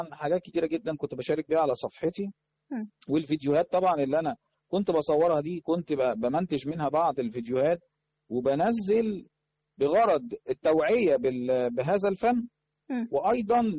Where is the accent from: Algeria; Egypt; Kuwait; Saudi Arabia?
Egypt; Cairo, Cairo Governorate; انا طبعا يعني من مواليد الدرب الاحمر، عشت حياتي طبعا في المنطقه ديت،